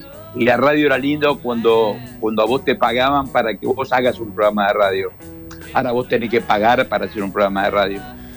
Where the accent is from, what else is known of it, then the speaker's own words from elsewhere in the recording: Quilmes, Buenos Aires Province, Argentina; porque soy nacido y criado en Quilmes